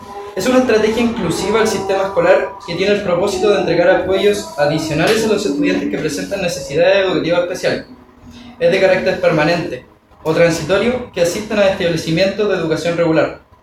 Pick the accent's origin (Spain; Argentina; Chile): Chile; sino que también hacia nosotros mismos como chilenos